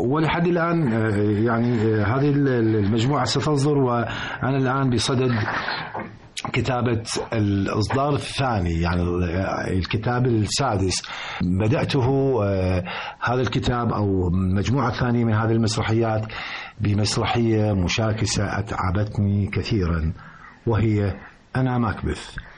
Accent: Libya; الآن على سبيل المثال عندنا في ليبيا

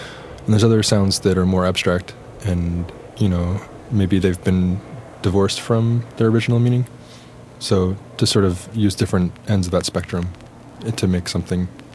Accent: Philadelphia, Pennsylvania, United States; I guess growing up in Philadelphia and very active in the independent bands and the hardcore music scene and playing house shows and small record labels.

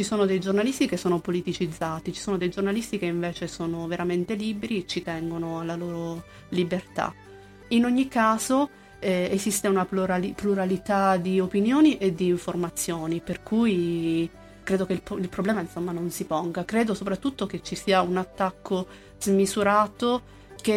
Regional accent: Calabria, Italy; io sono calabrese

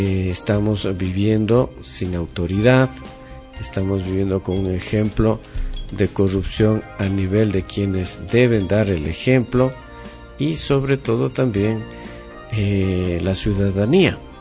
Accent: Ecuador; No somos los ecuatorianos.

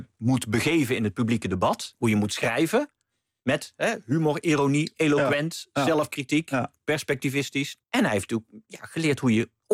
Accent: North Brabant, Netherlands; Of wat bij ons in Brabant in het dorp... tonpraten of buutreden, wat je met carnaval doet.

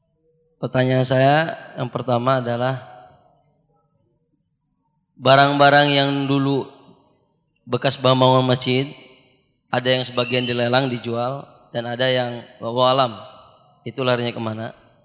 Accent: Kuningan, West Java, Indonesia; Fenomena sekarang, terutama di Kuningan, saya dari Kuningan, banyak renovasi masjid.

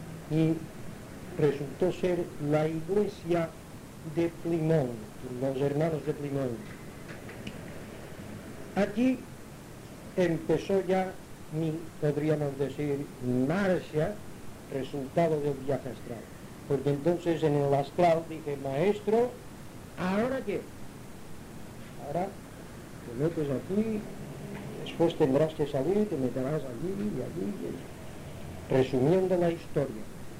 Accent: Palma, Balearic Islands, Spain; born or raised there; also born or lived in Inca

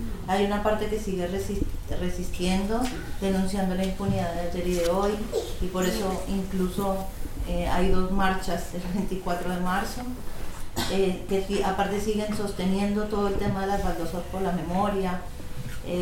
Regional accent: Colombia; now in Argentina; Yo quería decir algo en relación al tema de Argentina y de mi origen, que yo soy colombiana

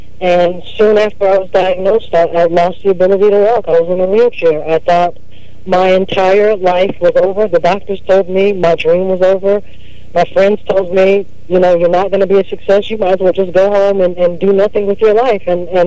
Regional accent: Houston, Texas, United States; also born or lived in Louisiana; I'm here in Houston, Texas. I was born and raised down here. Well, I was born in Louisiana, raised in Houston, grew up in the church

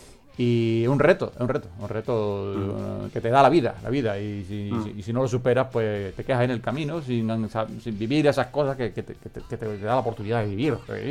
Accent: Glasgow, Scotland, United Kingdom; accent: Glasgow; Spanish is a second language; Recordamos que nuestro acento inglés es de Glasgow, entonces a lo mejor no lo vais a entender muy, muy a la primera, ¿no?

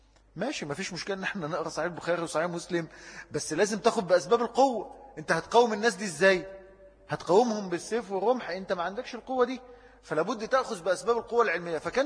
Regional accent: Egypt; يعني الفكر الليبرالي لما جه عندنا في مصر

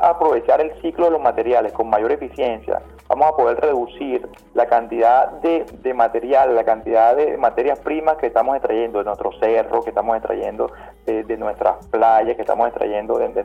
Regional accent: Venezuela; Yo creo que como buenos venezolanos, como venezolanos con esa estirpe de vivir al día

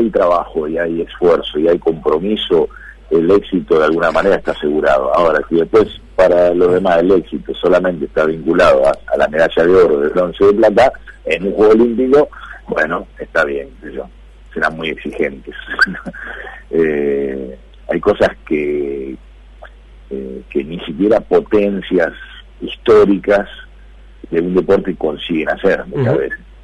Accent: Argentina; porque somos argentinos y queremos que en Río tengamos más presencia.

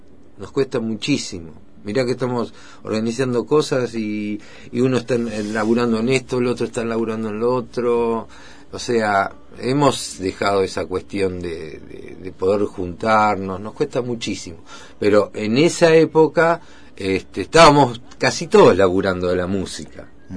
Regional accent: Bahía Blanca, Buenos Aires Province, Argentina; moved away as an adult; now in Mar del Plata, Argentina; De Bahía Blanca, la capital del básquetbol.

